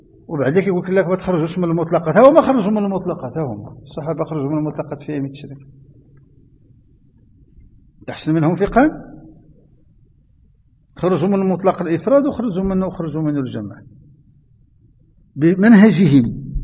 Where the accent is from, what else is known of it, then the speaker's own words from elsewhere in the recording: Morocco; كما هو معتد عندنا في المغرب